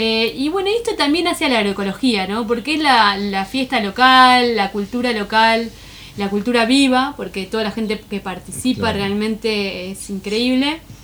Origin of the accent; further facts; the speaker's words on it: Punta Indio, Buenos Aires Province, Argentina; nos damos cuenta que somos varios de Punta Indio.